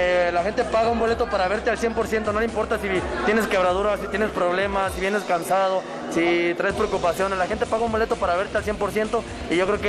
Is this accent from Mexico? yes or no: yes; Guadalajara, Jalisco, Mexico; para mí es un placer estar aquí en mi tierra, Guadalajara, Jalisco